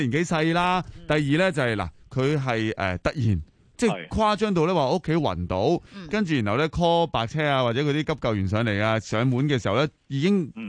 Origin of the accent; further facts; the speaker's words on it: Hong Kong; 我哋香港人